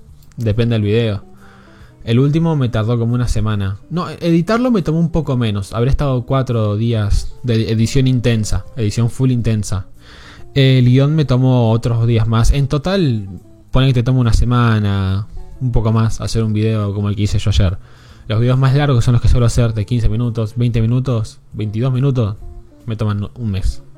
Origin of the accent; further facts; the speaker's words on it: General Roca, Río Negro, Argentina; ¿De qué provincia sos? Río Negro, General Roca.